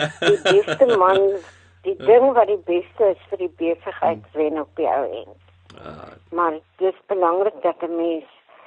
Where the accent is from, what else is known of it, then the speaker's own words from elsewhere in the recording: Transvaal, South Africa; also born or lived in Beaufort West; ek is in Beaufort West gebore, en my pa is vroeg dood, en toe het ons so 10 jaar uit is Transvaal toe getrek, waar my oupa, my ma se pa, dit 'n melkplaas gehad het. En ek het basies op daai melkplaas net buitekant Germiston groot geword.